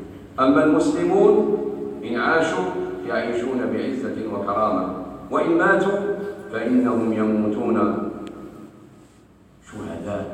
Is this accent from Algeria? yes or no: yes; Algeria; وخاصة في بلادنا الجزائر